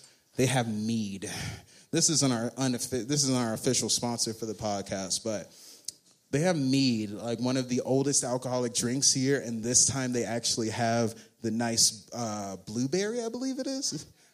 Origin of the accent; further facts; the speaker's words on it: Pleasant Grove, Texas, United States; I grew up in Pleasant Grove, a local ghetto near here.